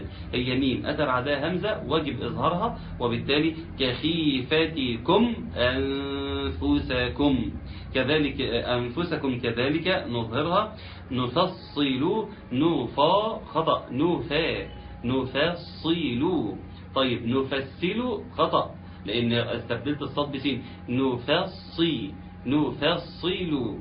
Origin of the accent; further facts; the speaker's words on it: Egypt; يعني عندنا في مصر